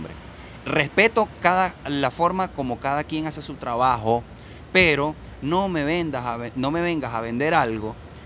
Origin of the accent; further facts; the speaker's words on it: Venezuela; vamos a ser realmente los venezolanos arrechos que somos